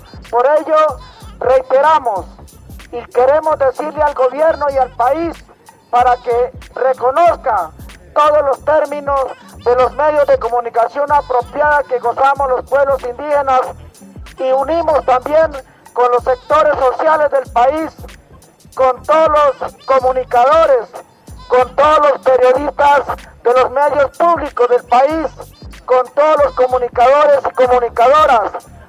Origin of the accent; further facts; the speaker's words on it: Colombia; como colombianos y también como pueblos indígenas